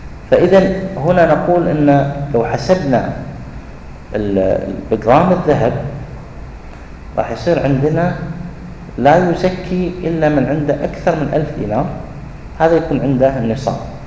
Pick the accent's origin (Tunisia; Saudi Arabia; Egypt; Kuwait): Kuwait; وهذا الجاري عليه العمل عندنا في الكويت